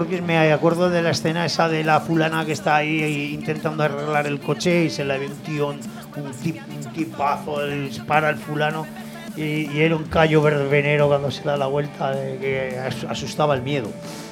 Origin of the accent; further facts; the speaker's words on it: Aragon, Spain; Porque somos maños y es lo que hay